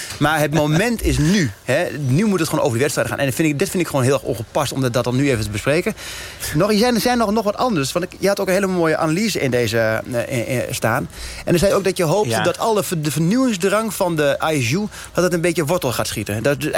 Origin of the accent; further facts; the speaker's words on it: Netherlands; Dat wij als Nederlanders zeggen, oh, het is wel goed dat er een keertje een Noor wint.